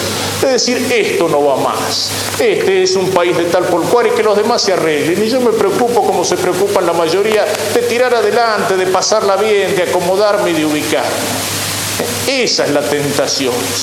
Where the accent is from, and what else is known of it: Argentina